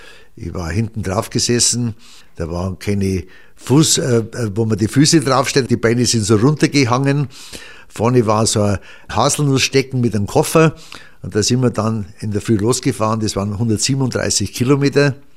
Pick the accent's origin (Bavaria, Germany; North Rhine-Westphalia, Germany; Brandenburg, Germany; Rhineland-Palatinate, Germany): Bavaria, Germany; Hebertsfelden; also born or lived in Franconia; Und ich bin im Rottal aufgewachsen, ich bin in Franken aufgewachsen. Der Hauptwohnsitz war München, aber während der Kriegsereignisse hat man mich, also mein Vater hat mich meistens immer mitgenommen. Das war Hebertsfelden, liegt zwischen Pfarrkirchen und Eckenfelden